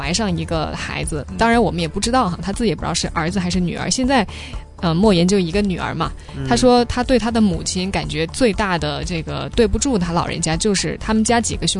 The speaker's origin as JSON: {"language": "Chinese", "country": "China", "lives_now": "Hong Kong", "said": "而且你知道在我们老家那边哈"}